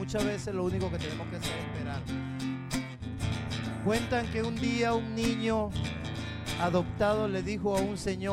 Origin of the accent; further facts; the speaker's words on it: Caracas, Capital District, Venezuela; Soy de La Vega, 250 escalones por allá arriba, después el vendedor de chirri, ahí estoy al lado.